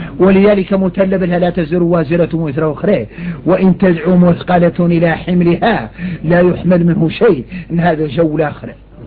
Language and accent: Arabic; Mauritania; نحن موريتاني